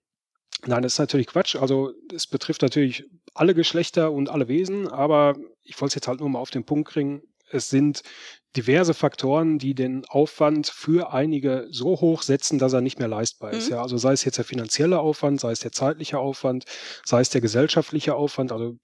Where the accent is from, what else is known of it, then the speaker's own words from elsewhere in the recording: North Rhine-Westphalia, Germany; ich komme aus Nordrhein-Westfalen, der Parteitag ist in Berlin.